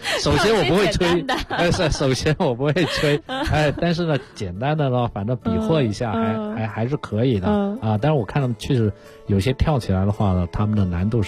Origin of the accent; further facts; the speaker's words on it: Guangxi, China; 你比如像这个我是广西人就是我们广西柳州有一个县叫三江县